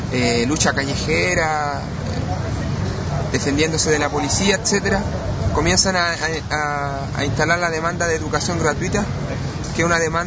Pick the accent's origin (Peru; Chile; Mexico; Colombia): Chile; También rapeo solo como solista. Vengo de Chile, del pueblo de Chile.